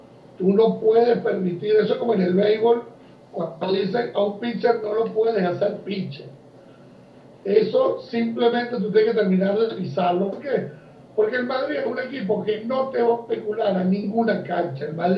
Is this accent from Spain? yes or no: no; Uruguay; Yo, más que como uruguayo